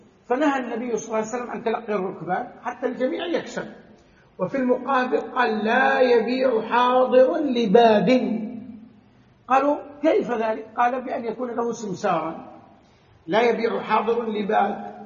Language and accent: Arabic; Saudi Arabia; يعني أضرب لكم مثل بما عندنا في البلد، عندنا في السعودية الغنم غالية جدا